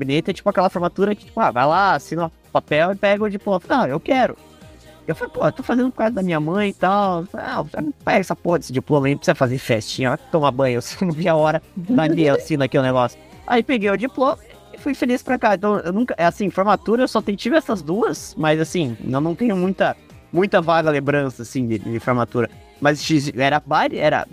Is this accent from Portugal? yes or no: no; São José dos Pinhais, Paraná, Brazil; Eu confesso que de São José eu não sou, nasci e estou morando em São José, né? Sempre morei perto do aeroporto a minha vida inteira.